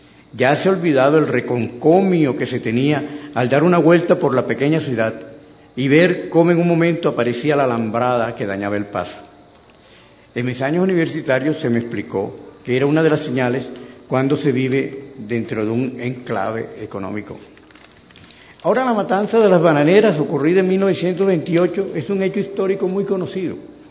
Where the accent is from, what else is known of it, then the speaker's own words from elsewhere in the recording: Santa Marta, Magdalena, Colombia; No ocurría así en mi infancia y adolescencia en Santa Marta.